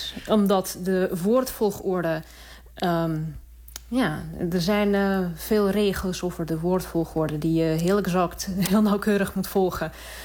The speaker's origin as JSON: {"language": "Dutch", "region": "Saint Petersburg", "country": "Russia", "lives_now": "Waterloo, Canada", "said": "En ik kom uit Sint-Petersburg van circa 6 miljoen. Dus okay. Het is voor mij echt een heel okay, kleine stad."}